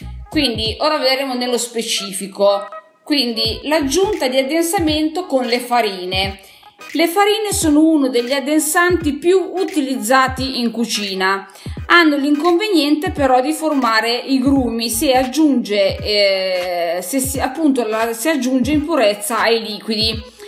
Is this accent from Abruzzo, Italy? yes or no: no; Piedmont, Italy; io sono piemontese, Alto Piemonte, quasi vicina, cioè vicina alla Valle d'Aosta, vicina alla Svizzera, dove i miei bisnonni erano pastori